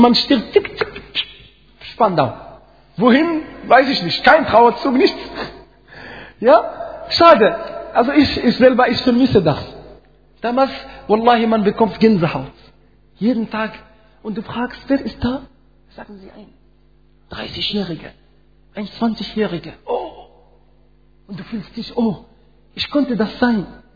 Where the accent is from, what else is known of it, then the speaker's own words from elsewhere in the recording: Morocco; German is a second language; Ich komme aus Marokko, da haben wir das.